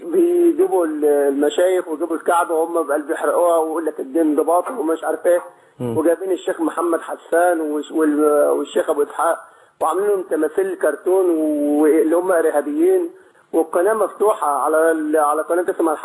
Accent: Egypt; مصر، أنا مصري.

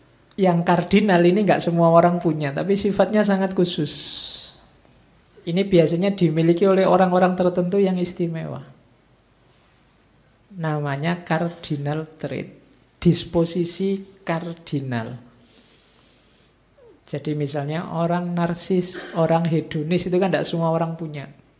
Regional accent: East Java, Indonesia; also born or lived in Yogyakarta; Atau sama-sama Jawa, neng aku Jawa Timur.

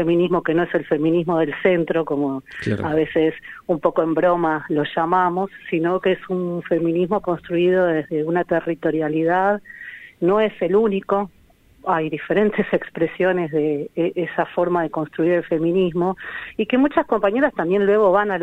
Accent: Buenos Aires, Argentina; born there; soy una persona universitaria, que si bien nací en el Bajo Flores

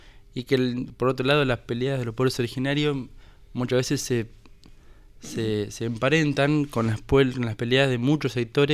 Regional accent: Fernández Oro, Río Negro, Argentina; soy allá de Fisque. Nacido y criado allá, y bueno, me recibí, vine para acá el año pasado.

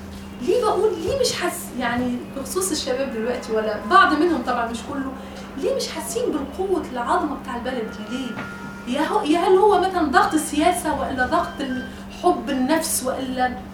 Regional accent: Tunisia; انا تونسيه ومتجوزه مصري وعندي جنسيه مصريه كمان

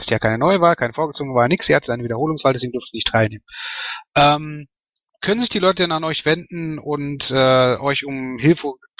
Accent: Bochum, North Rhine-Westphalia, Germany; Ja, was soll ich als Bochumer zu Fußball in der Beziehung schon sagen, ja?

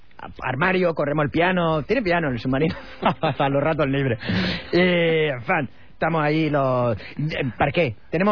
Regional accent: Murcia, Region of Murcia, Spain; Como soy de Murcia, digo, yo cuando hablo...

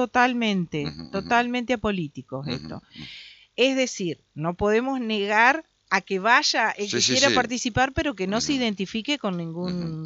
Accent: Concordia, Entre Ríos, Argentina; Yo soy de Concordia, nací en Concordia, ¿me entendés?

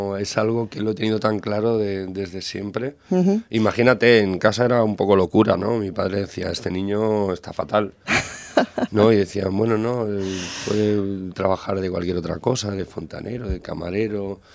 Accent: Vilanova i la Geltrú, Catalonia, Spain; en emisoras de pueblo de allí de la comarca donde soy yo, de Vilanovela y Geltrú, en Cubellas.

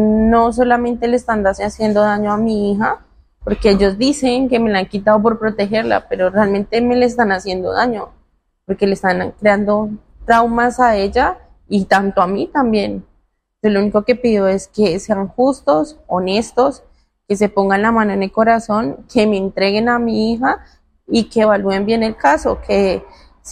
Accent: Colombia; nuestro único apoyo como colombianos que somos, son ustedes, a los cuales acudimos.

